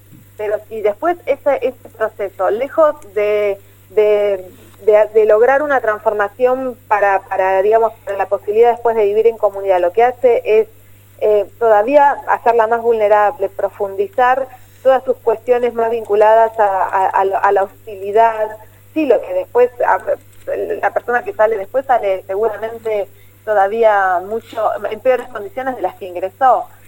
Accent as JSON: {"language": "Spanish", "town": "Morón", "region": "Buenos Aires Province", "country": "Argentina", "said": "yo soy de Morón, y en Morón hace ya varios años también armamos un programa local"}